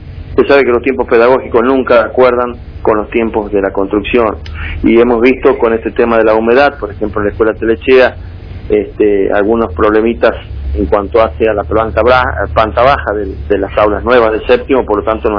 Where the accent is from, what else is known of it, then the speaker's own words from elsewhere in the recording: La Rioja, Argentina; para nosotros como riojanos es muy importante